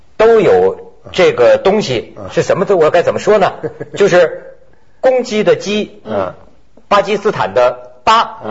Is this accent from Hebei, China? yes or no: yes; Shijiazhuang, Hebei, China; accent: Shijiazhuang; 你像我是石家庄人，我小时候说的一口石家庄话，